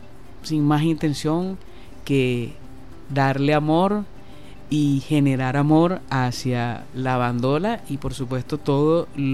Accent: Venezuela; nos fortalecemos como pueblo, como sociedad, como venezolanos

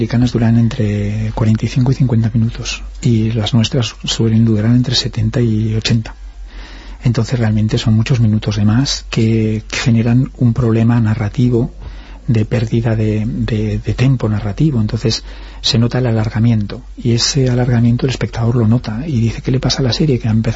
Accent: Galicia, Spain; Como gallegos hemos tenido que salir

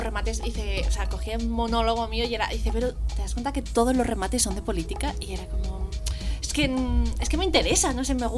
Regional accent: Region of Murcia, Spain; Que soy de Murcia en realidad.

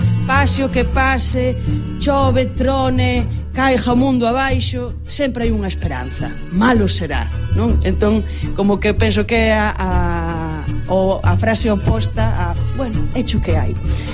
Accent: Muxía, Galicia, Spain; also born or lived in Corcubión; Eu son da Costa da Morte, crieime na Costa da Morte, en concreto en Muxía, en Corcubión tamén, unha das zonas máis bonitas e máis bravas de Galicia.

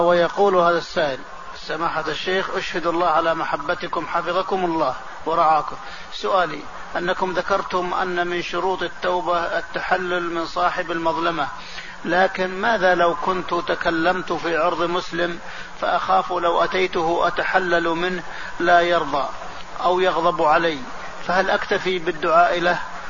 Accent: Algeria; جئت من بلدي الجزائر إلى مطار جدة،

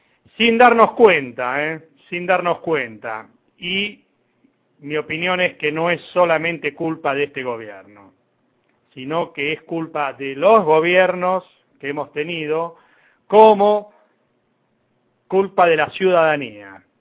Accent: Argentina; Romper con el estigma de que porque somos argentinos no podemos hacer nada es una tarea pendiente desde hace muchísimos años.

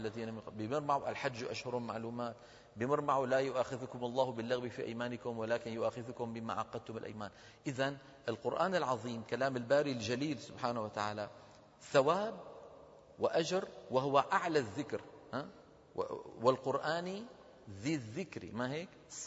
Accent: Damascus, Damascus Governorate, Syria; بزمانه عندنا في دمشق

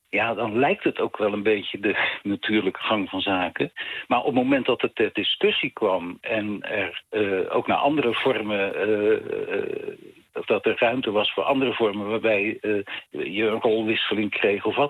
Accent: Honselersdijk, South Holland, Netherlands; ik kom oorspronkelijk uit het Westlandse dorp Honselersdijk.

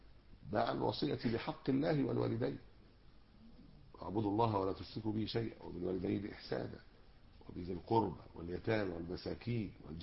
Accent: Egypt; أنتوا فين الخناقات اللي على الرقيق يعني عندنا في مصر؟

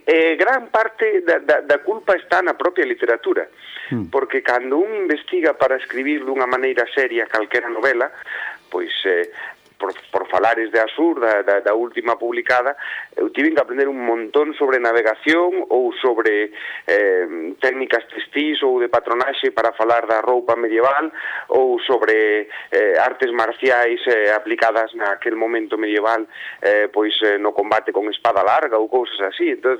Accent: Galicia, Spain; born there; eu dixen que nacín en Galicia

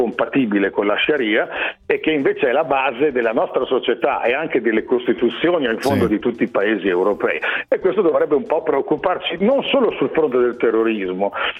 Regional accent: Emilia-Romagna, Italy; io sono emiliano, nelle fonderie in zona, nella zona di Reggio Emilia

